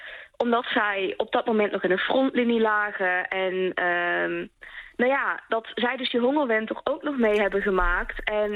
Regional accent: Limburg, Netherlands; En waarschijnlijk hoor je het wel, maar ik kom uit Limburg.

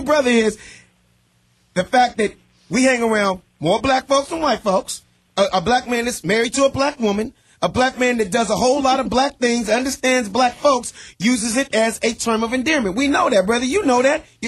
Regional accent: Los Angeles, California, United States; I was the only black kid in an all-white private school, Beverly Hills, but grew up and born and raised in South Central L.A.

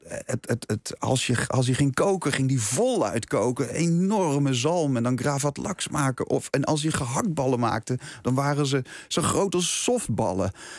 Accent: Leiden, South Holland, Netherlands; Dus ik kom uit Leiden. Ik ben een Leids jongetje.

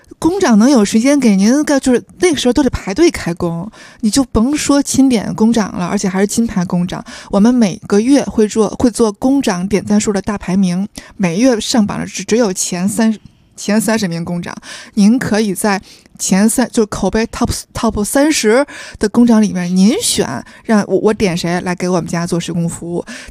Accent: Tianjin, China; now in Beijing, China; 我因为我天津人嘛，我们天津也有全包园嘛，我天津的叔叔家我奶奶家都是在全包园装的

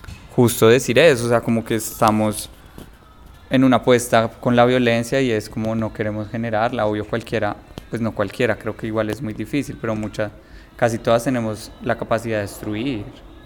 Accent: Bogotá, Colombia; yo no soy de acá, yo soy de Bogotá

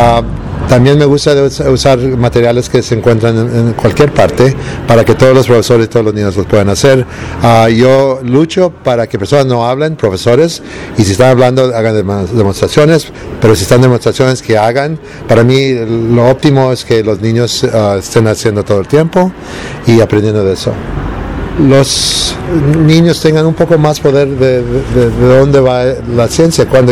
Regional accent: United States; born or raised there; also born or lived in Mexico

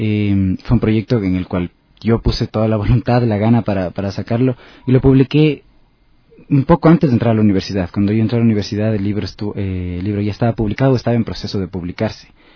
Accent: Otavalo, Imbabura, Ecuador; Yo, como soy de Otavalo, estuve todo el tiempo rodeado de tradiciones orales, leyendas que me contaba sobre todo mi abuelo.

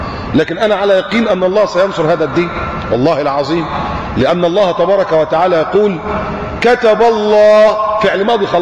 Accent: Egypt

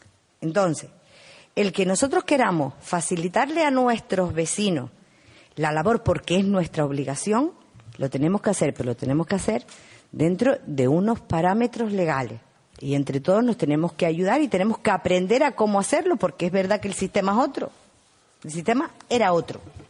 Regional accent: Uga, Canary Islands, Spain; Yo soy del pueblo de Uga. Y mi madre es del pueblo de Uga.

